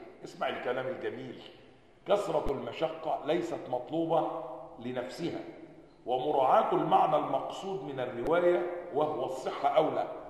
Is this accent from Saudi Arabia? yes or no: no; Egypt; عندنا في مصر مكتبات